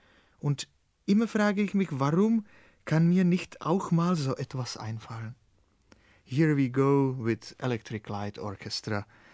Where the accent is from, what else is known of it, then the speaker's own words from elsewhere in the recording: Czechia; Vielleicht werden Sie sich jetzt fragen, warum ich keine Musik aus meiner Heimat vorgestellt habe, wie zum Beispiel